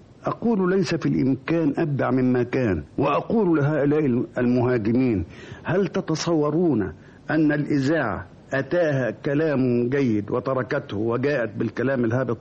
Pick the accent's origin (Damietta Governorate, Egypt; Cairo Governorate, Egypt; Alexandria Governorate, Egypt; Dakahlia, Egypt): Damietta Governorate, Egypt; Damietta; قالوا منين البلد؟ أنا قلت دمياطي